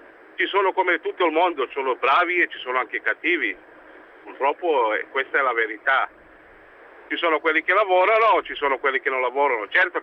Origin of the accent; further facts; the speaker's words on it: Serbia; Italian is a second language; now in Italy; Io capisco subito, sono della Serbia, giù, io vado spesso in Serbia